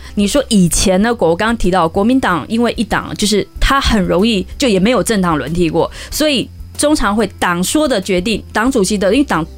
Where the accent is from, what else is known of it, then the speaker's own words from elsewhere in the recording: Taiwan; 是我觉得我觉得对我一个台湾人来说啊